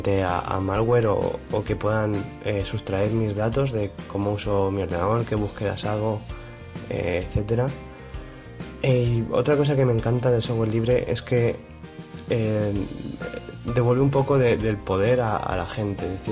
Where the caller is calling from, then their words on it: Alicante, Valencian Community, Spain; de Alicante.